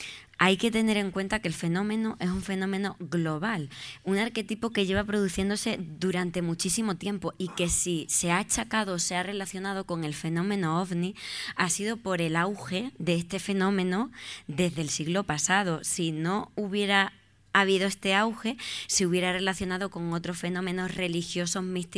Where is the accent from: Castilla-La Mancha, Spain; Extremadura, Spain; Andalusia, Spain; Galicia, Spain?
Extremadura, Spain; yo por ejemplo que soy de Extremadura